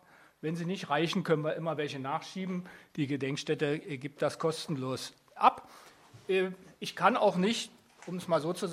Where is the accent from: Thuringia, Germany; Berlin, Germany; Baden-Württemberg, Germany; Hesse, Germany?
Berlin, Germany; Ich bin also wirklich alter Weddinger, wenn ich auch jetzt nun seit 1987 in Schöneberg wohne. Aber ich bin im RVK geboren, ist nicht weit von hier, Fennstraße, Teglerstraße aufgewachsen, zur Schule gegangen, Lütticher Straße, habe ich Abitur gemacht.